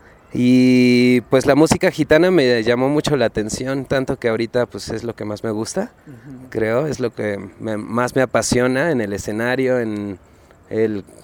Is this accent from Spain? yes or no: no; Mexico; a pesar de que somos mexicanos, pero de distintos estados